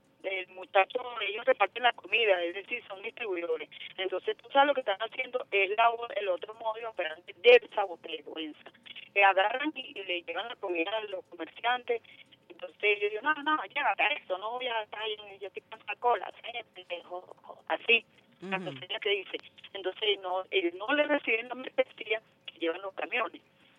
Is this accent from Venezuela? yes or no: yes; Venezuela; nosotros, como venezolanos